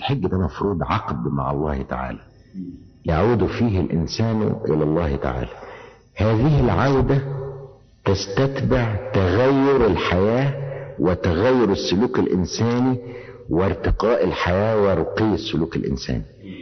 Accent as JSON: {"language": "Arabic", "country": "Egypt", "said": "إحنا عندنا في مصر تعبير شعبي بيقول إيه"}